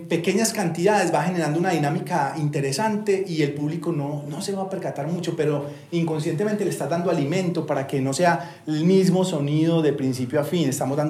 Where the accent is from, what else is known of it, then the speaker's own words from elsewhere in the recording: Bogotá, Colombia; Uno como cachaco se mete a de mar, no importa cero